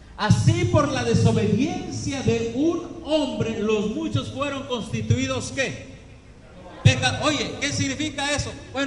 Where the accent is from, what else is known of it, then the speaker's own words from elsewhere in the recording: Mexico; now in Dominican Republic; En mi pueblo donde vengo también, allá en México, hay muchos.